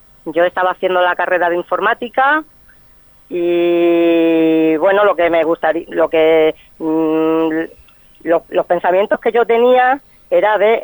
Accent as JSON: {"language": "Spanish", "town": "Madrigalejo", "region": "Extremadura", "country": "Spain", "said": "recorro pues mi pueblo, que es Vegas Altas, Madrigalejo"}